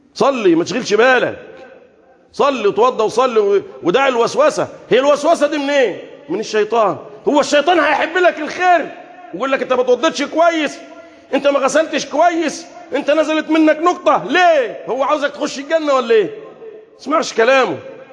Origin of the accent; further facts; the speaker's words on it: Egypt; اللهم احفظ بلدنا مصر